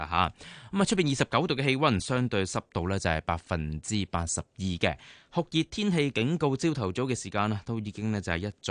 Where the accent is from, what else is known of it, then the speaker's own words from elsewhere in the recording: Hong Kong; 就體驗我們香港人的一些叫做生活日常